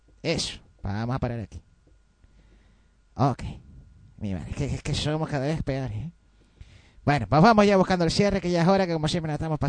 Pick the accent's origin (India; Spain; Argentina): Spain; Canary Islands; Si somos canarios y nosotros la S, pues ya sabes tú que va a ser que no, aspirarla por lo menos.